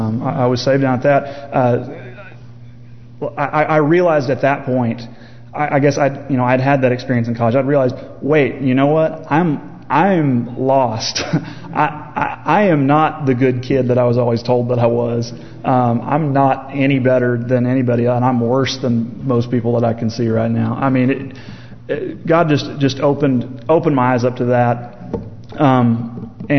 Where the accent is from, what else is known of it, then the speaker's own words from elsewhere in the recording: Fayetteville, United States; I grew up in the Methodist church. I grew up going to Sequoia United Methodist here in Fayetteville, actually.